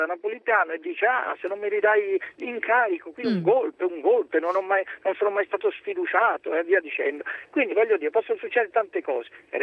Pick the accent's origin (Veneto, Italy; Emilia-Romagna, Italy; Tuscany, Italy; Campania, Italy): Tuscany, Italy; Florence; born there; A Firenze.